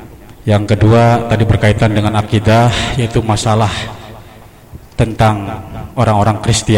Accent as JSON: {"language": "Indonesian", "town": "Brebes", "region": "Central Java", "country": "Indonesia", "said": "khususnya di daerah saya ataupun di Brebes lah"}